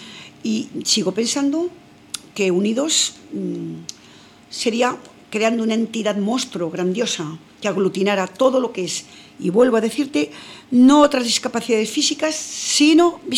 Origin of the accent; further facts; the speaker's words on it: Burgos, Castile and León, Spain; En Burgos, yo soy de Burgos